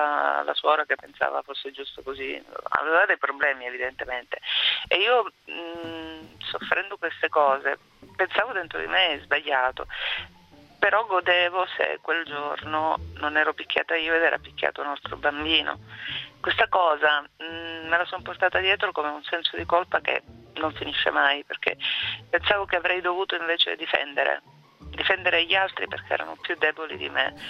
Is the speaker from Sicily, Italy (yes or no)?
yes; Sicily, Italy; moved away as an adult; Sono fiera di essere siciliana